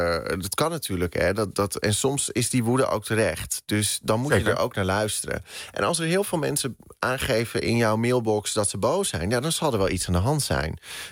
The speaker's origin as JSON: {"language": "Dutch", "town": "Den Helder", "region": "North Holland", "country": "Netherlands", "tie": "born or raised there", "lives_now": "Amsterdam, Netherlands", "said": "Ja, ik ben opgegroeid in Den Helder. Officieel. En inmiddels woon ik in Amsterdam."}